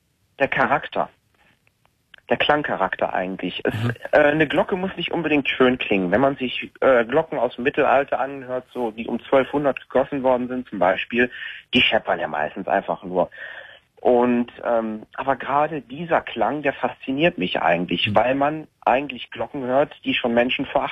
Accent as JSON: {"language": "German", "town": "Übach-Palenberg", "region": "North Rhine-Westphalia", "country": "Germany", "said": "Ich bin kein Kölner, ich komme aus Übach-Palenberg."}